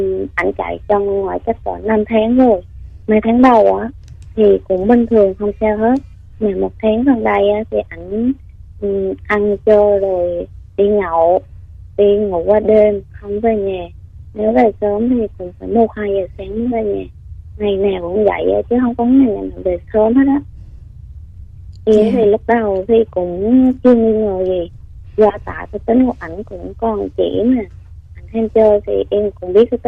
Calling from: Gia Lai, Vietnam; em gọi tới từ Gia Lai chị.

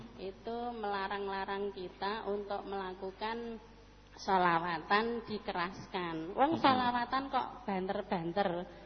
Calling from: Boyolali, Central Java, Indonesia; Ini aku dari … dari Boyolali.

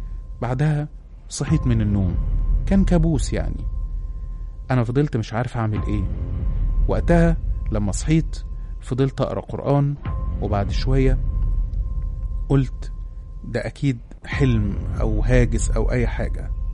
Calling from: Alexandria, Alexandria Governorate, Egypt; من سكان اسكندرية.

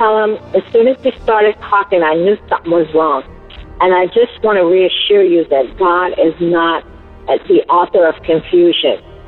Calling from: Pennsylvania, United States; I'm calling from the Poconos in Pennsylvania.

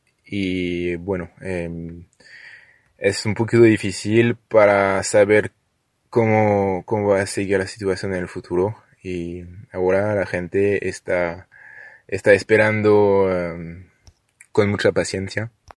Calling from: France; Spanish is a second language; de Francia. Comento la situación en el país, que está difícil al momento.

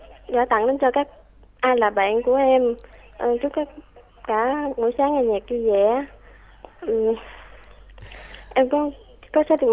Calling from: Tiền Giang, Vietnam; ở Tiền Giang.

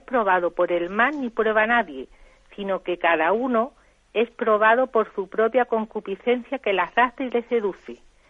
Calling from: Jerez de la Frontera, Andalusia, Spain; de Jerez.

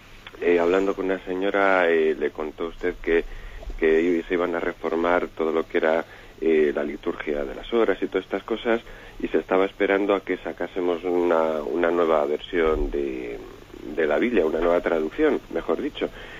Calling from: Palencia, Castile and León, Spain; de Palencia.

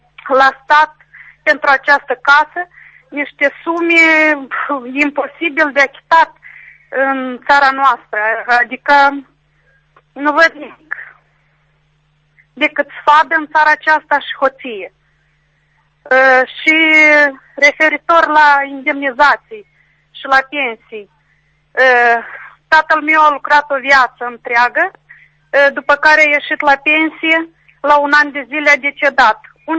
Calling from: Strășeni, Strășeni District, Moldova; din Strășeni.

